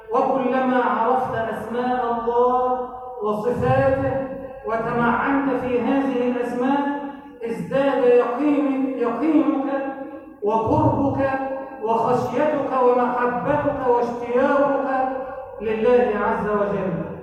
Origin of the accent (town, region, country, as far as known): Egypt